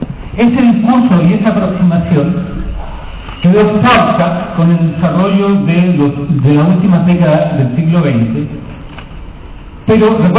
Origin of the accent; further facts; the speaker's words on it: Chile; En Chile de hoy, en mi país, se desarrolla ya durante varias semanas una huelga de hambre de la comunidad mapuche